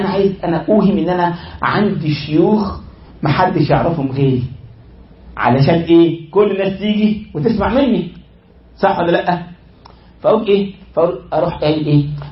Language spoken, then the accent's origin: Arabic; Egypt; زي عندنا في مصر مثلا قرية صغيرة في الكفر شيء اسمها الرياض